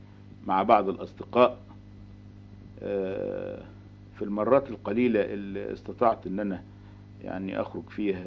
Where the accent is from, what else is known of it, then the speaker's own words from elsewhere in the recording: Cairo, Cairo Governorate, Egypt; انا من القاهرة.